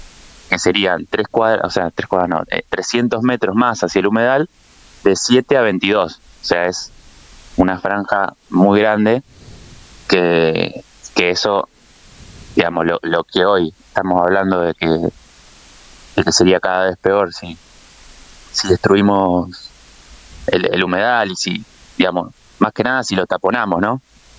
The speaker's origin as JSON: {"language": "Spanish", "town": "Junín", "region": "Buenos Aires Province", "country": "Argentina", "tie": "born or raised there", "lives_now": "La Plata, Argentina", "said": "Yo soy de Junín, nací en Junín, provincia de Buenos Aires, y vivo en La Plata hace 12 años"}